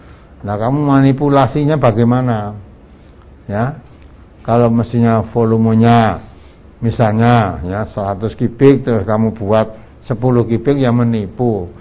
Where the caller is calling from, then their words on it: Palembang, South Sumatra, Indonesia; dari Palembang